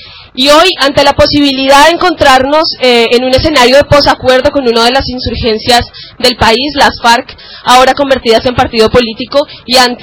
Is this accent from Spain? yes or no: no; Colombia; Nosotras como mujeres colombianas tenemos la fortuna y la tristeza de tener que contar la historia de más de 50 años de enfrentamiento armado